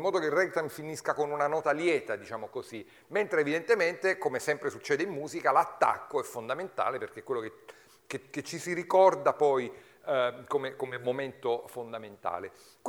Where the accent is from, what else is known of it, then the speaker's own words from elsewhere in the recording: Abruzzo, Italy; questo pianista che non a caso è abruzzese come il vostro conferenziere